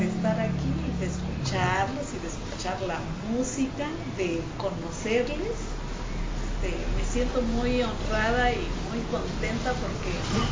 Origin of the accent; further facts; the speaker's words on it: Oaxaca, Mexico; soy del Valle de Oaxaca. Estoy aquí con mi esposo poco más de 20 años, creo que vamos a hacer 25 años. Nosotros somos cristianos